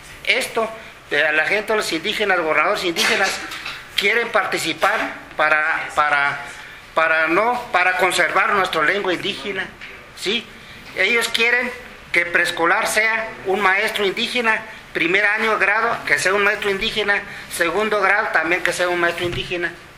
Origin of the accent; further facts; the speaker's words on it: Chihuahua, Mexico; Mira, compañeros, yo soy de Chihuahua, del estado de Chihuahua.